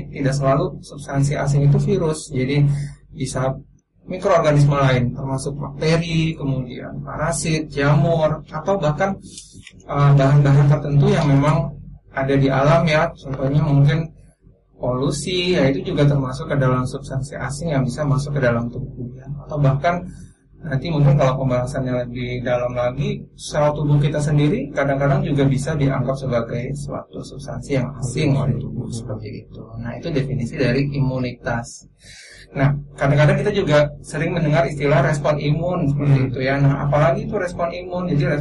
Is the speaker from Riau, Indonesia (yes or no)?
yes; Pekanbaru, Riau, Indonesia; now in Yogyakarta, Indonesia; Saya aslinya dari Pekanbaru.